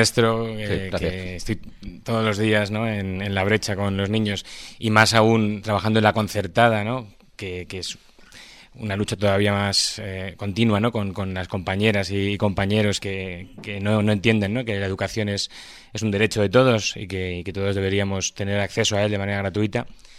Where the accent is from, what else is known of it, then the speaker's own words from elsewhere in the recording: Madrid, Community of Madrid, Spain; accent: Madrid; yo le hable en inglés a mi alumno con mi acento de Madrid.